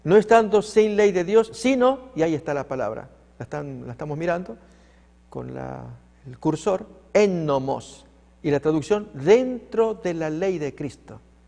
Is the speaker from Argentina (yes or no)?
yes; Tucumán, Argentina; Cuando yo niño, viví un tiempo frente a una cárcel, allí en mi provincia Tucumán de Argentina.